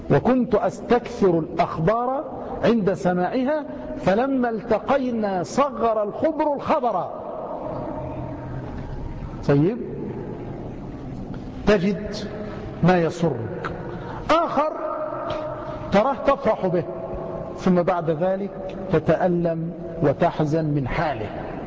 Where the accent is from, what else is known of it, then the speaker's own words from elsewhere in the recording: Egypt; مع أن الجزار والسماك عندنا في مصر يعني منيرات